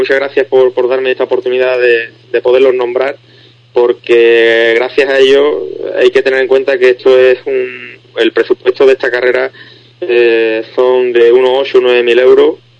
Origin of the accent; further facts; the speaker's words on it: Spain; somos unos 30 españoles los que vamos.